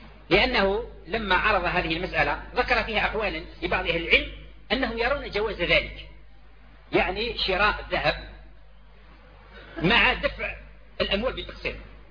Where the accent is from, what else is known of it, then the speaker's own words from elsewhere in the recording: Algeria; ونحن دعاة من الجزائر